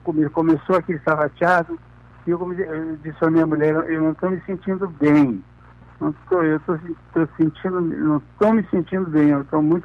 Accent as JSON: {"language": "Portuguese", "town": "Quaraí", "region": "Rio Grande do Sul", "country": "Brazil", "tie": "born there", "said": "em Quaraí, onde eu nasci, era a única janela que eu tinha para o mundo"}